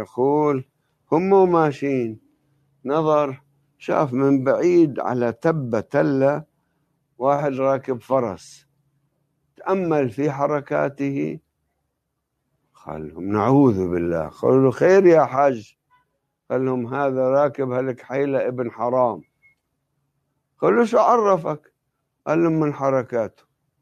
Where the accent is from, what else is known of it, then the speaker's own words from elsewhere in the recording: Lebanon; وعندنا بلبنان يسمونهم أهل الشوفة